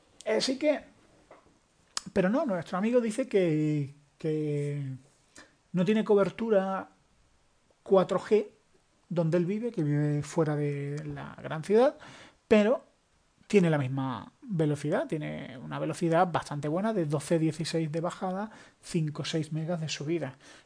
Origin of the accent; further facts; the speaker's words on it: Spain; un saludo a todos nuestros compatriotas españoles